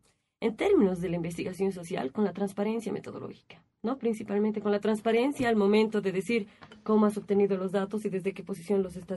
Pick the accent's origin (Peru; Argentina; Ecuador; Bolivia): Bolivia; Cochabamba; Soy de Cochabamba, en realidad, bueno, medio de Cochabamba.